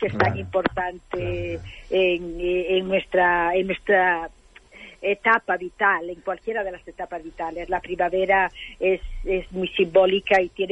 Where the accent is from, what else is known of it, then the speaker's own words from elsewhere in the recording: Castile and León, Spain; Pero la quería ambientar en el Bierzo, porque era como un homenaje a mi tierra